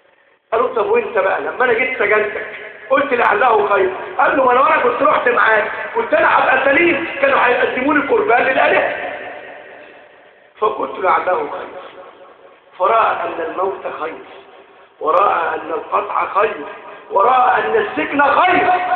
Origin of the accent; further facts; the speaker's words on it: Egypt; اجعل بلدنا مصر آمنة مطمئنة